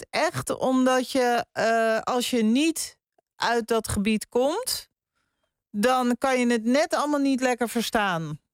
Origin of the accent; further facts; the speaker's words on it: Zaanstad, North Holland, Netherlands; ik kom oorspronkelijk uit Zaanstad. En ik woon nu in het oosten van het land.